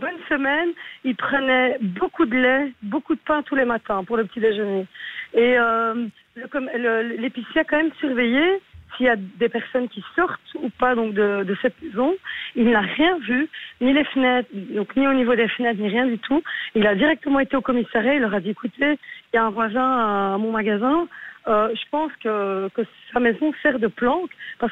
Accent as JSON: {"language": "French", "country": "Belgium", "tie": "born there", "said": "Moi, je suis marocaine. Hein, donc, je vis en Belgique, je suis née ici, je suis d'origine marocaine."}